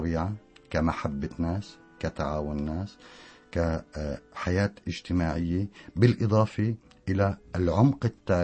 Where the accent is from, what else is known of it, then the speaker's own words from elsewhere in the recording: Barmanet al-Mashayekh, Tartus Governorate, Syria; هي ضيعتي وشهادتي فيها مجروحة، برمانة المشايخ.